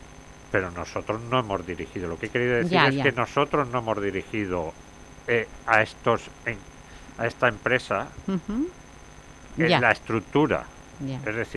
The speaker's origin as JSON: {"language": "Spanish", "region": "Valencian Community", "country": "Spain", "said": "somos valencianos, pertenecemos a la comunidad valenciana."}